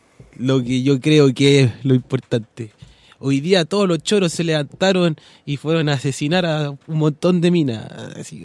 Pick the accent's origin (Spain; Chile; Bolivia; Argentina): Chile; No, pero es que también somos chilenos